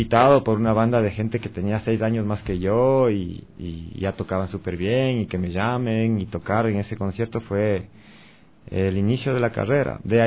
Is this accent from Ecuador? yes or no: yes; Latacunga, Cotopaxi, Ecuador; fue como músico invitado de una banda de rock clásico en mi ciudad, en La Tacunga, yo soy de La Tacunga